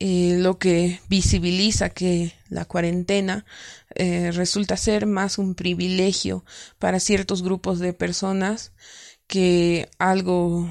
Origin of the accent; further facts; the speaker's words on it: La Paz, Bolivia; soy de La Paz, Bolivia.